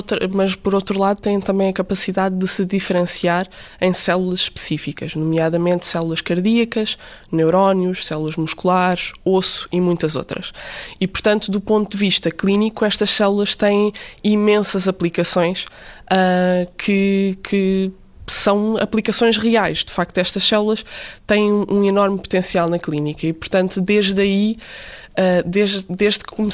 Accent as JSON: {"language": "Portuguese", "town": "Barreiro", "region": "Setúbal", "country": "Portugal", "said": "tenho 25 anos e sou do Barreiro."}